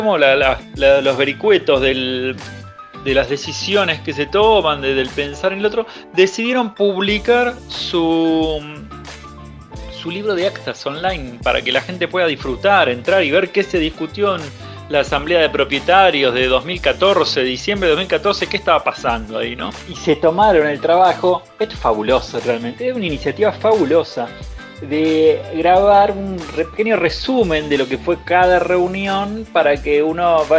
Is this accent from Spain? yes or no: no; Argentina; Y quiero decir que me pone optimista como argentino esto